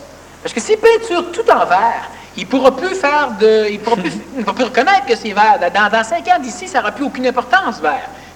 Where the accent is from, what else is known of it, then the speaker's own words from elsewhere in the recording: Quebec, Canada; Nous sommes un peuple québécois.